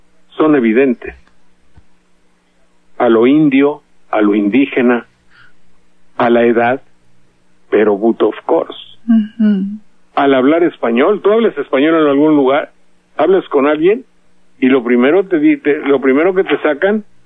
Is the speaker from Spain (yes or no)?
no; Mexico; Se sienten en México porque los mexicanos somos buenas gente.